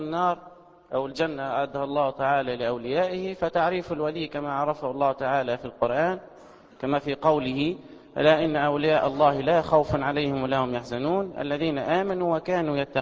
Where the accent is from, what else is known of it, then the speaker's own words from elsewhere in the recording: Tunisia; أفريقية تونس يعني، كانت تسمى قديما بأفريقية، وأنا تونسي.